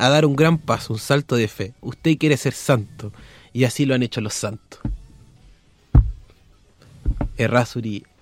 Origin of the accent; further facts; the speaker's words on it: Concepción, Biobío, Chile; Ay, yo soy de Concepción